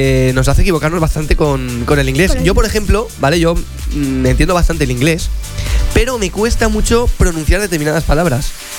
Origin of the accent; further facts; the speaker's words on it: Spain; dice que los españoles somos los europeos que peor hablamos inglés.